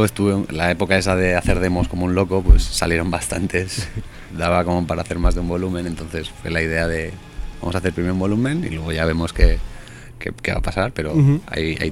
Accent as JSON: {"language": "Spanish", "town": "San Sebastián", "region": "Basque Country", "country": "Spain", "lives_now": "Madrid, Spain", "said": "cuando llego a Madrid, porque yo soy de Donosti"}